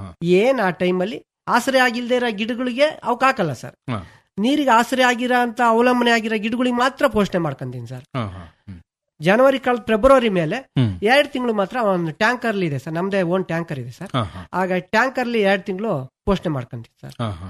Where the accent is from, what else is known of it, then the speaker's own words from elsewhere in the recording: Madagur, Karnataka, India; ನಮ್ಮ ಮಡಗೂರು ಗ್ರಾಮ ಪಂಚಾಯತ್ ನನ್ನ ಫ್ರೆಂಡ್ಸ್ ನನ್ನ ಸ್ನೇಹಿತರುಗಳಿಗೆ ಪ್ರತಿಯೊಬ್ಬರಿಗೂ ಹೇಳ್ತೀನಿ